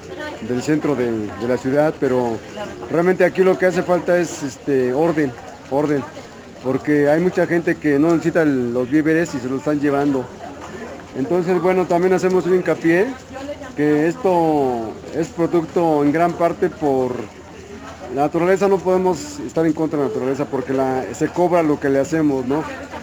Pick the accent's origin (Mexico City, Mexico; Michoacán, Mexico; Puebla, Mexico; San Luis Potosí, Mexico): Mexico City, Mexico; Santa Cruz Acalpixca; Yo soy originario de Santa Cruz, Acalpizca